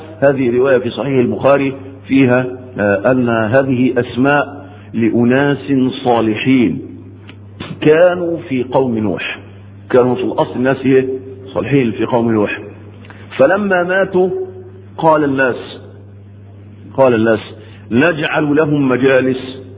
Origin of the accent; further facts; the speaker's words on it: Egypt; كانت شغلانة دي موجودة ومنتشرة عندنا في مصر